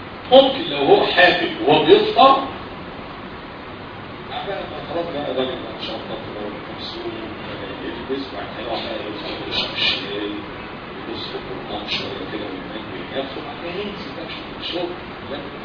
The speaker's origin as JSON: {"language": "Arabic", "country": "Egypt", "said": "بس احنا بلدنا مصر في مصر حاجه بلاد الحلوه دي"}